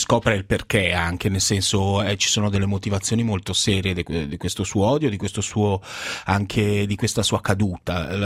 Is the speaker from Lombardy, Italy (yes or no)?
yes; Milan, Lombardy, Italy; io sono cresciuto a 100 metri da questi studios, sono cresciuto in Piazzale Lotto